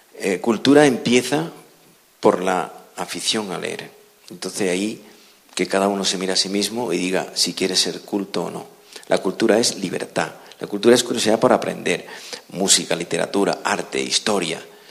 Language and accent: Spanish; Madrid, Community of Madrid, Spain; cuando digo que vengo de Madrid